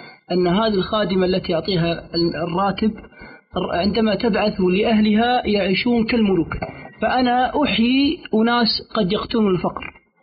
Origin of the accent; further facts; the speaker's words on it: Kuwait; عندنا في الكويت